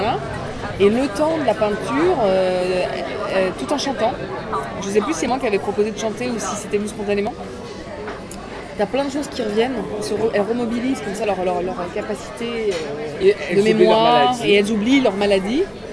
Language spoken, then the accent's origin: French; Réunion; born or raised there; also born or lived in Lorraine / Paris